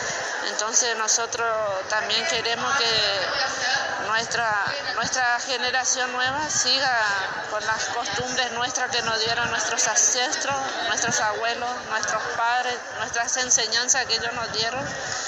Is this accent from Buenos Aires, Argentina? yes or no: no; Chaco, Argentina; first language Toba; Spanish is a second language; Nosotros somos del Chaco. Vinimos al 35 Encuentro de Mujeres.